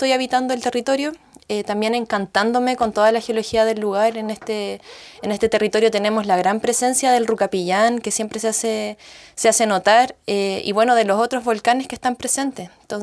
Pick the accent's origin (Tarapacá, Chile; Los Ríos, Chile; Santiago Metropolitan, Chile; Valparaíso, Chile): Santiago Metropolitan, Chile; Santiago; yo estuve nacida y criada en Santiago, allá en la ciudad, y allá siempre me sentí muy conectada a lo que eran las montañas.